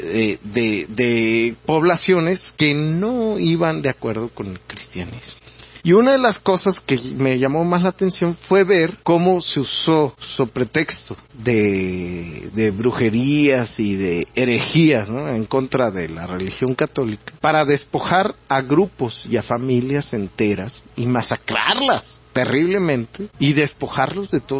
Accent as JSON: {"language": "Spanish", "country": "Mexico", "said": "Es una triste realidad de nosotros como mexicanos."}